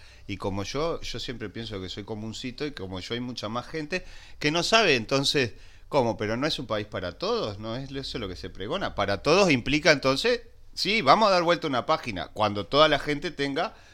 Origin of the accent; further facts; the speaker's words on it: Uruguay; en Uruguay, en este país, todos somos uruguayos